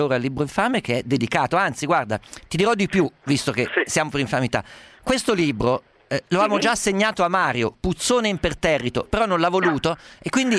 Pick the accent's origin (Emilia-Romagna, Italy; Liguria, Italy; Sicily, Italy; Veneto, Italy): Sicily, Italy; non posso dire le mie coordinate geografiche d'origine alla radio, sennò mi vengono da fuoco a casa dei genitori, però sono di Sicilia